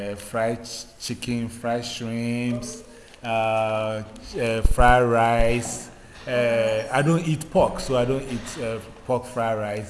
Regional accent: Ghana; born there; I was born in Ghana. I was born in Ghana in West Africa

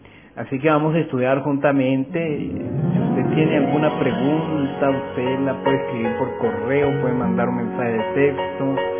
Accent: Chacao, Miranda, Venezuela; que somos parte ya de Caracas. Aunque no somos Caracas, somos del estado Miranda

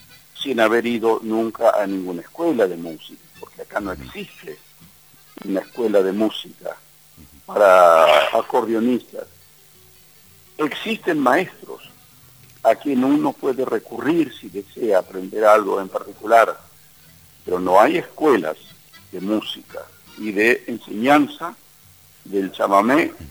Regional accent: Buenos Aires, Argentina; born there; Y yo accidentalmente nací en Buenos Aires, porque mis padres no hubieran viajado desde Curuzú buscando mejores horizontes, hubiese nacido tal vez en Curuzú

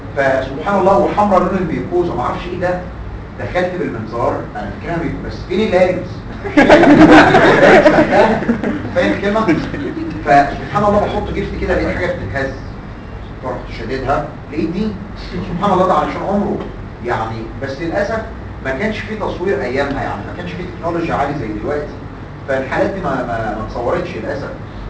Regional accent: Egypt; عندنا في مصر الحقيقه مش الوير بتاع المركب

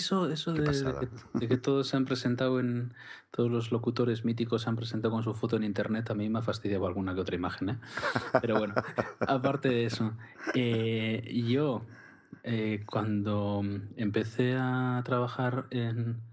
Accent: Mondragón, Basque Country, Spain; yo siempre he querido salir de Mondragón, al final... Trabajo en Bilbao, venía todos los días de Mondragón y, bueno, pues es mi pueblo, efectivamente, es el pueblo en el que he crecido

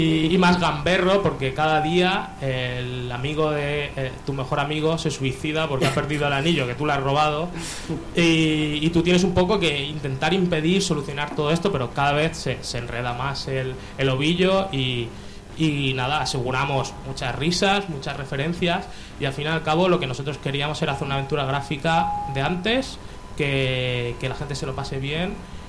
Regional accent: Elche, Valencian Community, Spain; bueno, nosotros somos de Elche

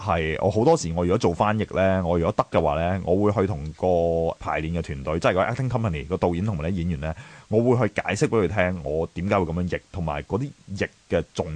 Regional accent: China; 但係因為我哋中國人，我哋嘅習慣係內斂啲咧

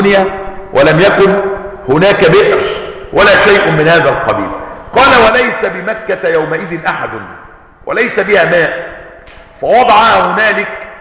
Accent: Palestine; بئر سبع عندنا في فلسطين.

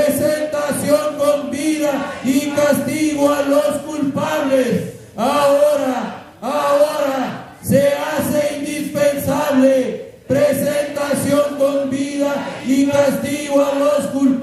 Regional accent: Mexico; como mexicanos corremos el mismo riesgo donde quiera que estemos parados.

